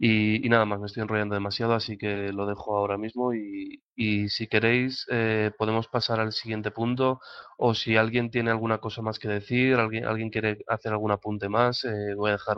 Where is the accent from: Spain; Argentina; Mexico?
Spain; Valencia, Valencian Community; que es un nombre incluso más raro que el de … todavía, pero bueno, soy de Valencia y nada, pues aquí en Valencia ayudo un poco a coordinar